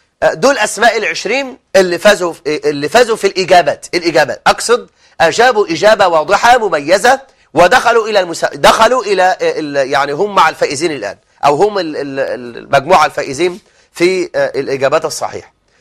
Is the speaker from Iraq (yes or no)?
no; Egypt; وأن يجعل بلدنا مصر سخاء رخاء